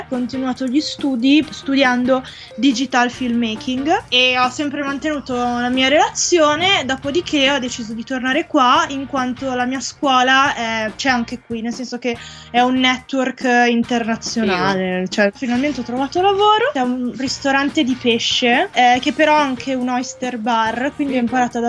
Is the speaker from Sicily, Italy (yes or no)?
no; Milan, Lombardy, Italy; ho 23 anni, vengo da Milano.